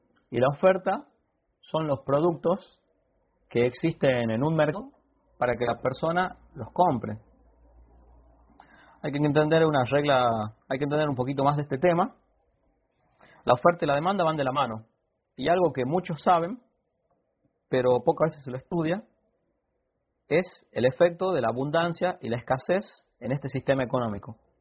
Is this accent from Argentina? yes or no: yes; Argentina; yo soy de Argentina